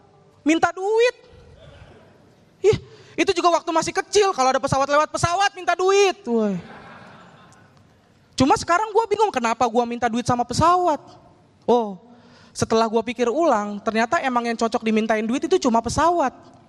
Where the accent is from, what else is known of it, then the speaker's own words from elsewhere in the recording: Bekasi, West Java, Indonesia; Ya Allah Pak, Bu, saya mah cuma orang Bekasi. Saudara-saudara saya paling jauh itu tinggalnya di Cibitung.